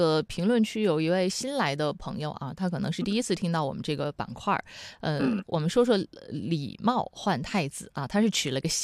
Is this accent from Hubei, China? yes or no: yes; Wuhan, Hubei, China; 我作为武汉人，我也要去支持一下啊，支持一下老乡。